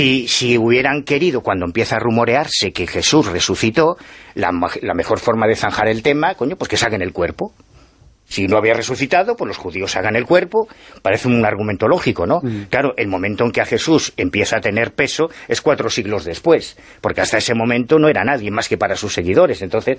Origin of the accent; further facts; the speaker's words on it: A Coruña, Galicia, Spain; Y soy coruñés, y muy orgulloso de ser coruñés.